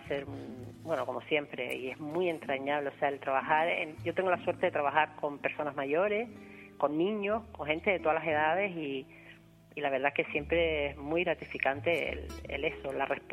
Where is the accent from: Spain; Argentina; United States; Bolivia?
Spain; Arucas, Canary Islands; yo que soy de Arucas y de toda la vida